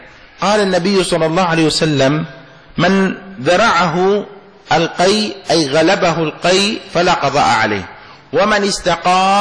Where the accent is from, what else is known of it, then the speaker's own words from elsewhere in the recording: Yemen; مثل هذه ما يسمى عندنا في اليمن المداعة، الشيشة